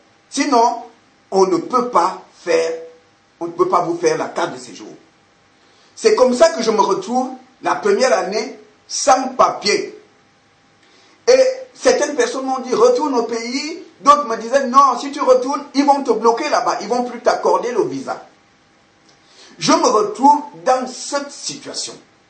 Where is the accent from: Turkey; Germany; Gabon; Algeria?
Gabon; now in France; Quand je suis parti du Gabon, je suis venu pour faire des études en France, dans une école à Nogent-sur-Marne, en région parisienne.